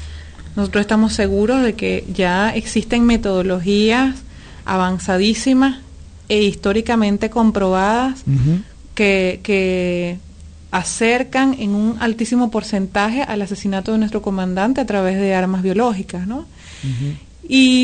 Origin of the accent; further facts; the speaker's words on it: Venezuela; esto que nosotros denunciamos a cada instante como pueblo venezolano